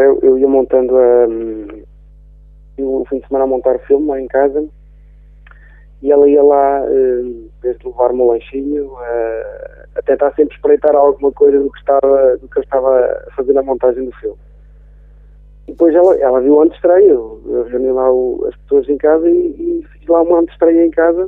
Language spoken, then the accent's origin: Portuguese; Travanca de Lagos, Coimbra, Portugal; ao fim de semana consigo ir para Oliveira, a Travanca de Lagos mais concretamente, que é a minha aldeia